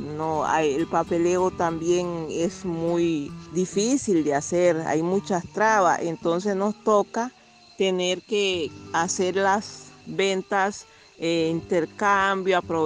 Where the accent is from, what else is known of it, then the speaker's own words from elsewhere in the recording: Nicaragua; now in Costa Rica; soy residente, soy nicaragüense, residente acá en Costa Rica